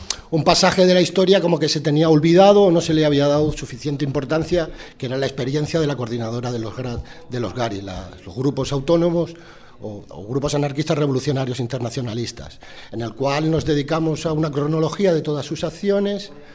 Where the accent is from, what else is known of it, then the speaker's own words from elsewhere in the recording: Barcelona, Catalonia, Spain; pues yo que soy de Barcelona